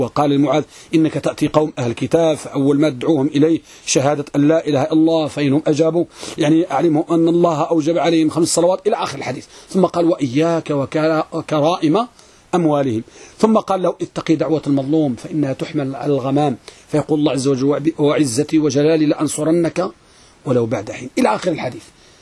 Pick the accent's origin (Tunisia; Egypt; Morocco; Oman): Morocco; احنا عندنا في المغرب كنقولوا الحديث ملقم